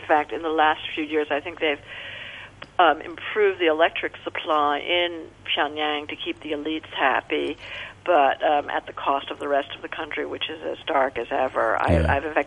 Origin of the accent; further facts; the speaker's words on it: United States; when you're actually there as an American